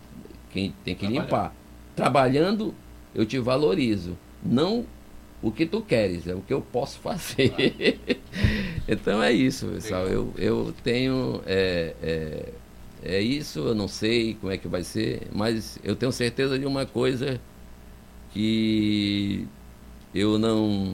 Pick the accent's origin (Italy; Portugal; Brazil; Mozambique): Brazil; Manaus, Amazonas; born there; nossa cidade querida, que eu nasci em Manaus... Daqui não pretendo sair.